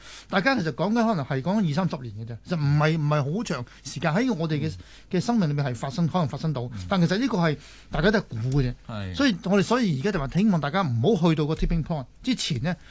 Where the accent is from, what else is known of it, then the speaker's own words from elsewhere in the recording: China; 即係我哋中國市人嘅思想咧，係呢方面敏感啲。